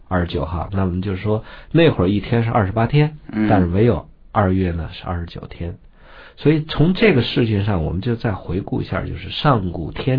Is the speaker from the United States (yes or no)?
no; China; 我们中国人用的24节气是标准的太阳历，